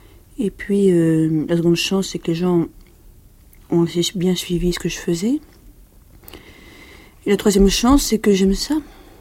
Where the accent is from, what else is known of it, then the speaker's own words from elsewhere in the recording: Paris, Île-de-France, France; also born or lived in Cajarc; Je suis née dans le Lot, à Cajar, dans le sud-ouest, et j'ai habité Paris toute ma vie, sauf pendant la guerre où on habitait Lyon.